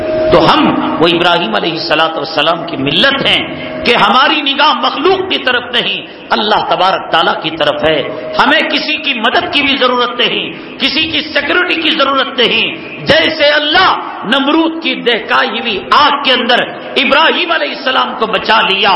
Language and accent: Urdu; Karnataka, India; میں اسی سرزمین سے تعلق رکھتا ہوں, سرزمین ٹیپو سے, ہمارے علاقے میں پروگرام کے لیے آئے